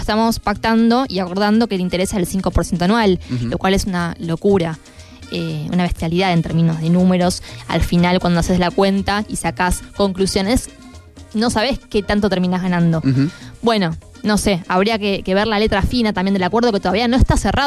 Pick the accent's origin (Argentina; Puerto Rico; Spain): Argentina; un círculo vicioso eterno al que lamentablemente como argentinos estamos acostumbrados